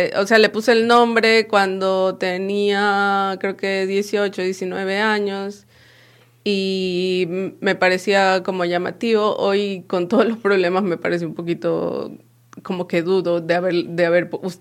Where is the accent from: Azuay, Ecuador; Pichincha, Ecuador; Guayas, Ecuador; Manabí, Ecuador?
Guayas, Ecuador; Guayaquil; tiene muchas cosas de Guayaquil, de donde yo soy.